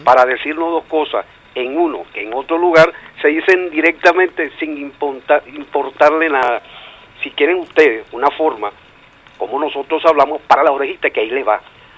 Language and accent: Spanish; Caracas, Capital District, Venezuela; vamos a dejar que la gente venga para que vean cómo hablamos nosotros aquí en Caracas